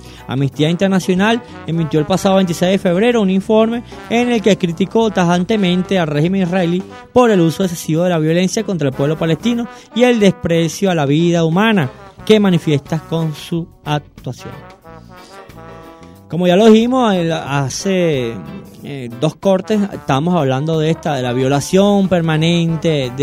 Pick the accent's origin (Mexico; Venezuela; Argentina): Venezuela; engrandecimiento de nuestra entidad como venezolanos y seres que apostamos por la paz